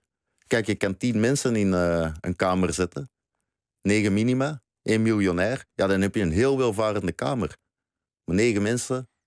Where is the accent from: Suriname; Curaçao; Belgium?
Belgium; now in Netherlands; ik ben Belg. Ik ben daar best trots op. Ik noem mezelf niet snel Vlaming. Ik ben een van de laatste staande Belgen, zeg ik altijd. Dus ik ben geen Nederlander.